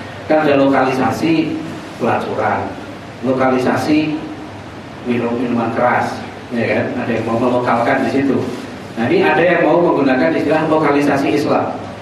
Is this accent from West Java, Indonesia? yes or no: yes; Depok, West Java, Indonesia; Saya nggak ikut campur, saya orang Depok.